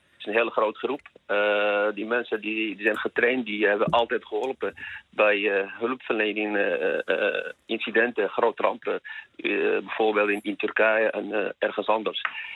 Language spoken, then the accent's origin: Dutch; Amsterdam, North Holland, Netherlands; ik kom zelf uit Amsterdam